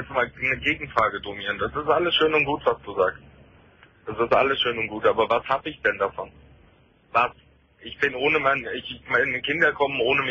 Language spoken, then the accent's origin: German; Nuremberg, Bavaria, Germany; ich war zweimal in Nürnberg in der Therapie, weil ich komme aus Nürnberg.